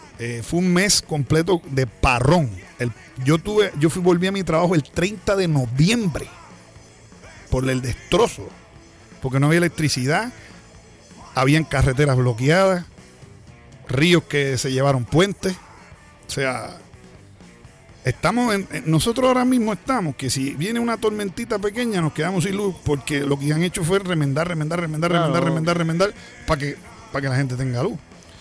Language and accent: Spanish; Puerto Rico; Pero mi pueblo tiene mucho corazón en el momento de la desgracia porque lo vive. O sea, todo puertorriqueño, claro, que vive en Puerto Rico, ha cogido un huracán alguna vez.